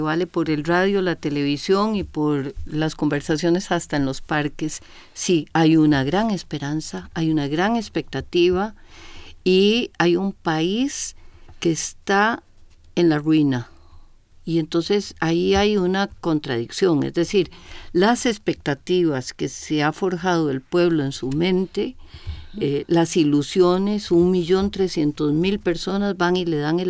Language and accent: Spanish; Costa Rica; Timorato, ni chicha ni limonada, pero es que así somos los ticos.